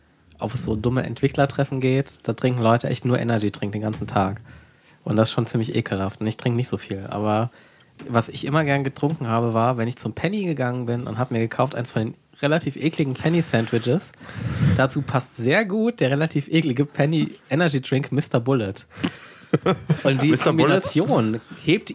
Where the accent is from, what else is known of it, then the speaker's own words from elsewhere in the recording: Germany; ich glaube, als halt Deutscher ist nicht so schwer, der reichste Mann Österreichs zu sein.